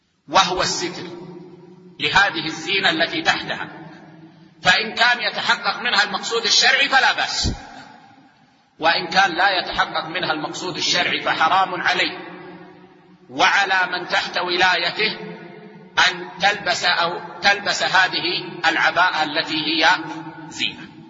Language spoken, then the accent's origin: Arabic; Saudi Arabia; يعني عندنا في السعودية العادة أن طلاب العلم لا يلبسون العقال